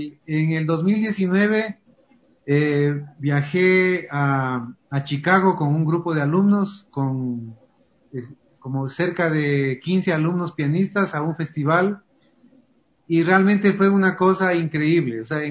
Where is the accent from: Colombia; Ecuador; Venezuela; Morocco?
Ecuador; siempre tratando de con orgullo decir, soy ecuatoriano y qué lindo este pasillo